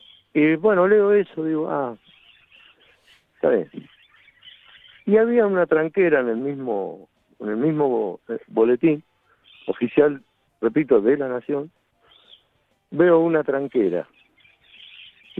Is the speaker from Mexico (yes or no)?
no; Rosario, Santa Fe, Argentina; now in Córdoba, Argentina; yo vengo de Rosario huyendo del humo, entre otras cosas, y acá me encuentro con lo mismo, en otra provincia.